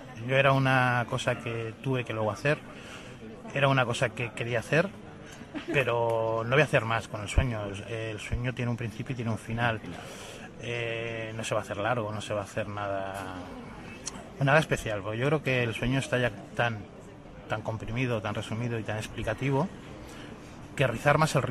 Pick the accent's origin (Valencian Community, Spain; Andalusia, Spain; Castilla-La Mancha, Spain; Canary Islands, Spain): Castilla-La Mancha, Spain; yo que vengo de la zona de La Mancha